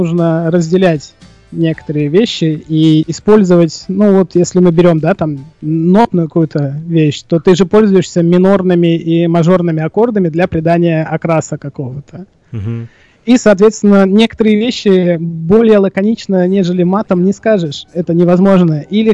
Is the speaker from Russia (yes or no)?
yes; Moscow, Russia; Ну, особенно это у нас актуально в мегаполисах крупных, я сам из Москвы.